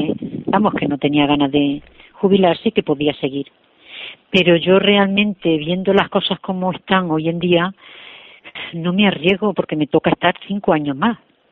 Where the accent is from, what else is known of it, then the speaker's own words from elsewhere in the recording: Santa Cruz de Mudela, Castilla-La Mancha, Spain; Yo soy de Santa Cruz de Mudela, de Ciudad Real. Entonces, el pueblo al que pertenecíamos era Valdepeña.